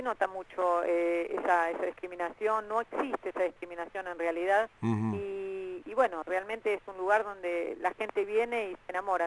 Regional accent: Argentina; nosotros los argentinos, lo digo como argentina

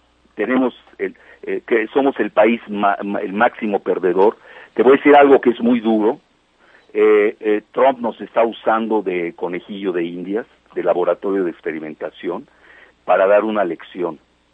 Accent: Mexico; yo como mexicano no puedo ser, no puedo apoyar

